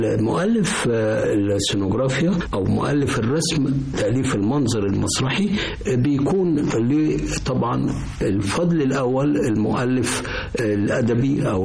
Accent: Egypt; أنا لفيت في العالم، رحت باريس ورحت إيطاليا اللي أنا درست فيها بعد دراستي هنا في مصر

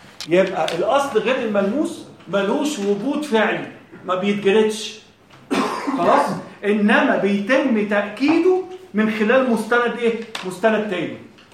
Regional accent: Egypt; مثلا احنا عندنا في مصر هنا في

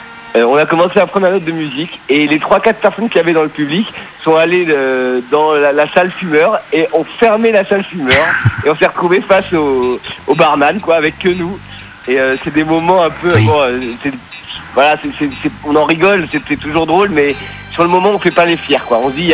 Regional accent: Paris, Île-de-France, France; moi je suis parisien, donc c'est un peu le cœur de Paris, Ménilmontant

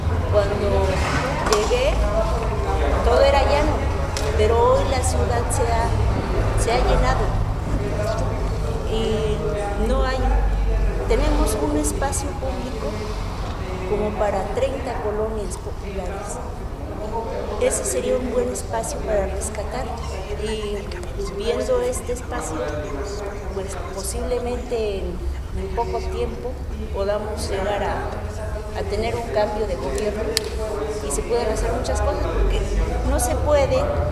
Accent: Puebla, Mexico; Por ejemplo, yo soy de Puebla. Puebla es un estado...

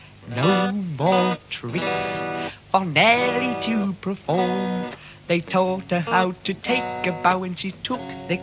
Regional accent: Community of Madrid, Spain; como miles de madrileños

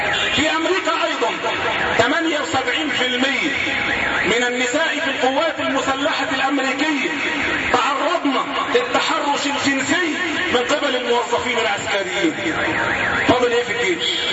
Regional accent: Egypt; أساءوا إلينا كمصريين وأساءوا إلينا كمسلمين

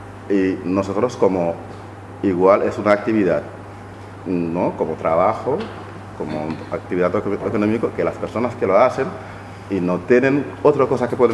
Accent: Senegal; soy miembro del sindicato Mantero y soy de Senegal

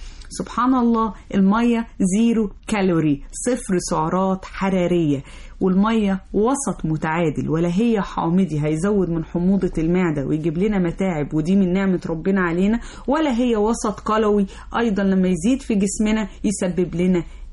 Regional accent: Egypt; اللي احنا كطبيعتنا كمصريين طول الوقت بنتعرض للتلوث

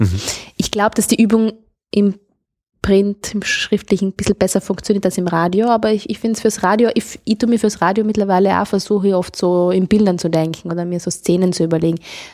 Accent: Trentino-Alto Adige, Italy; Ich bin aus Südtirol, genau.

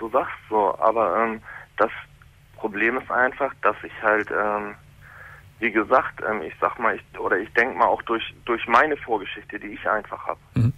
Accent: Kiel, Schleswig-Holstein, Germany; now in Hamburg, Germany; ich komme aus Hamburg, oder ich komme aus Kiel, wohne aber jetzt mit ihr hier in Hamburg.

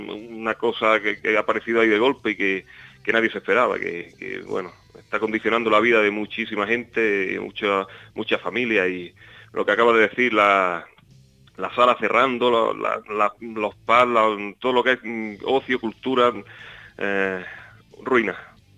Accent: Alamedilla, Andalusia, Spain; Está cerca de aquí, de mi pueblo. Es en Alamedilla, el pueblo se llama.

